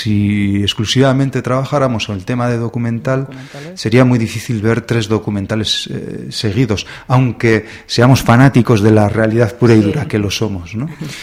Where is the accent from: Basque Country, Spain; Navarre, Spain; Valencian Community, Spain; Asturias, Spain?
Navarre, Spain; Berriozar; somos de Berriozar, aunque hay personas también de otros lugares de Navarra e incluso desde fuera de Navarra que nos acompañan gustosamente